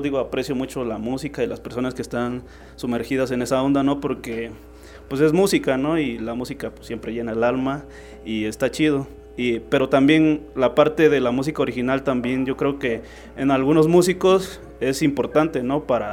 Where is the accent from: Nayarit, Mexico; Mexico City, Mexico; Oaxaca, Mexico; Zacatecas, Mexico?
Oaxaca, Mexico; en mi pueblo, en mi tierra, aguaje es como un lugar donde fluye el agua